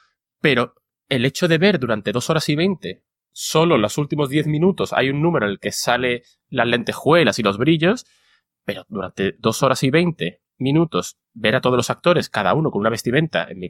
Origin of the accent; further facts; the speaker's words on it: Málaga, Andalusia, Spain; Y que es en mi ciudad natal.